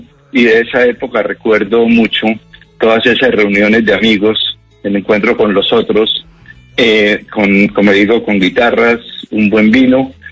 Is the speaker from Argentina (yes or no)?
no; Bogotá, Bogotá Capital District, Colombia; also born or lived in London; now in Cali, Colombia; yo no soy de Cali. Yo soy bogotano, a la puro bogotano como tú.